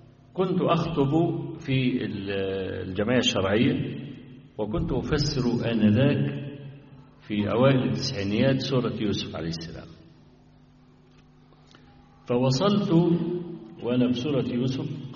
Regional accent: Egypt; حتى صدر عندنا في مصر في بعض المحاكم

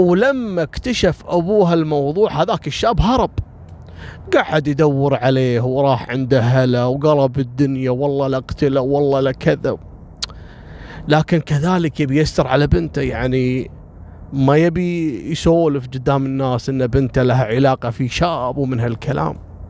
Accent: Kuwait; إن إحنا يعني كويتيين وجايين بسفر

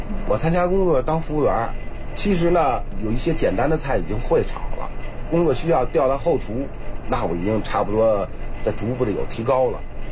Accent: Beijing, China; 土生土长在北京，也没离开这前门地区。

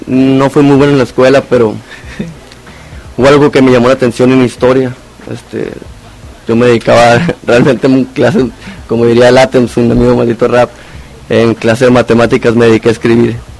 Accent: Obregón, Sonora, Mexico; now in Hermosillo, Mexico; Soy de Obregón, Sonora.

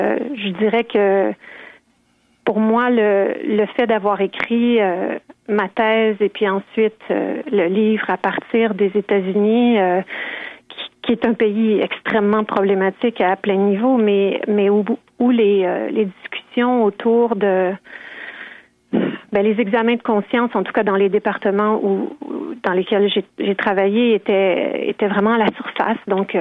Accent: Quebec, Canada; Oui, oui, oui. J'ai grandi au Québec.

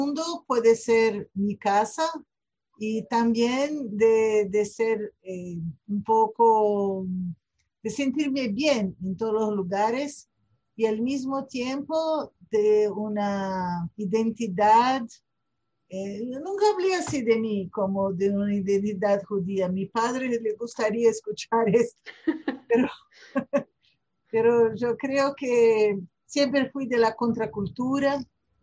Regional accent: Rio de Janeiro, Brazil; born there; Spanish is a second language; now in São Paulo, Brazil; hablo de São Paulo, en Brasil. Nací en Río de Janeiro, pero vivo hoy en día en São Paulo.

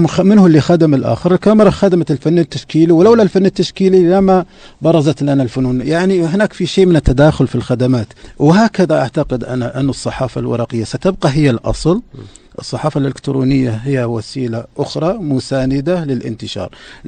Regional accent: Saudi Arabia; مثل ما عندنا في السعودية

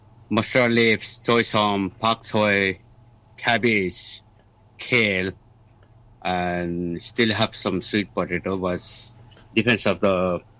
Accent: Assam, India; English is a second language; now in Hong Kong; I'm from India, from Assam.

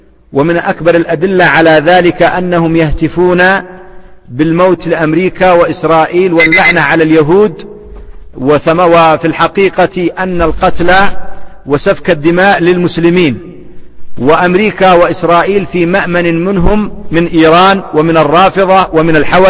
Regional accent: Yemen; نحن اليمنيون نقول يصربونه، وهي لغة صحيحة

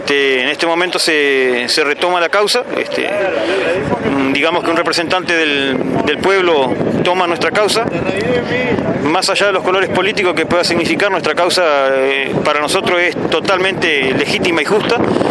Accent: Tambores, Uruguay; yo vengo de Tambores, límite Paysandú con Tacuarembó.

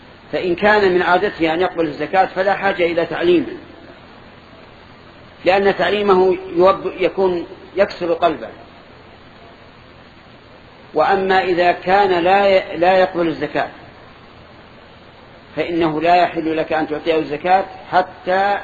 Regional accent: Saudi Arabia; وأتكلم أنا عن بلادنا السعودية والحمد لله

